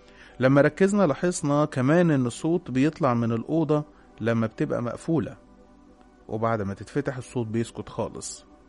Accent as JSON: {"language": "Arabic", "town": "Cairo", "region": "Cairo Governorate", "country": "Egypt", "said": "انا عندي 21 سنة، انا من القاهرة،"}